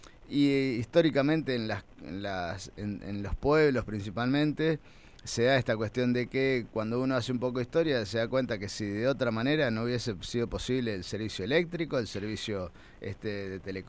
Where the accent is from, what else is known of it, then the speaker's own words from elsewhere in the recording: María Teresa, Santa Fe, Argentina; el vecino, por ejemplo, de mi pueblo, de María Teresa, paga las obras